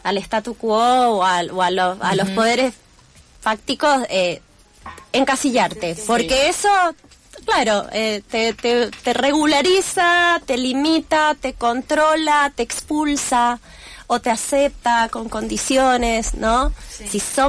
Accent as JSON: {"language": "Spanish", "country": "Mexico", "tie": "born there", "said": "estuve 8 años tratando de que me clavaran ahí que había nacido en México"}